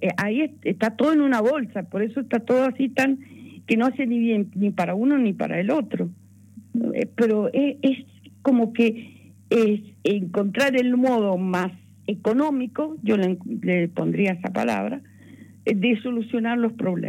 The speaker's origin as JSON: {"language": "Spanish", "region": "Mendoza", "country": "Argentina", "said": "Yo soy mendocina, me siento internacional"}